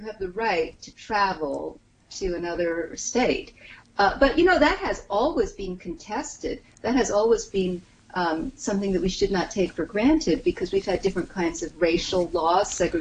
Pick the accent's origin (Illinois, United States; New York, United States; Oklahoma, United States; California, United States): New York, United States; and, you know, as a New Yorker, I would be afraid to travel on a plane at this point.